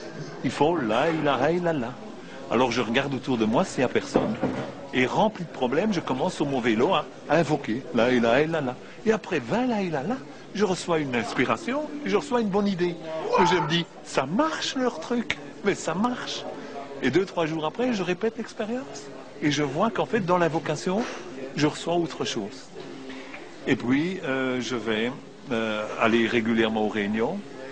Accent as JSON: {"language": "French", "country": "Belgium", "said": "Je suis origine de la Belgique, d'un petit village au sud de Bruxelles."}